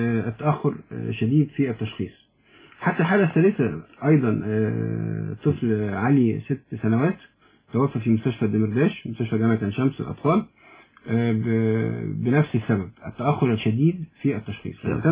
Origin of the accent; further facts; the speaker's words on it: Egypt; احنا شعب مصري شعب طيب جدا وشعب حنون